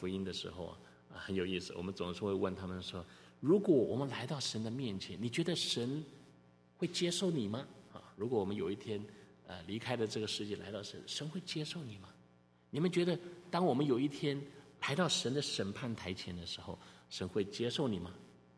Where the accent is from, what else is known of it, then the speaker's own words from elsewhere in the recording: Taiwan; moved away; 我是从台湾来的，你们也许不知道，有些人不知道我是从台湾来的。在台湾拜偶像的人特别的多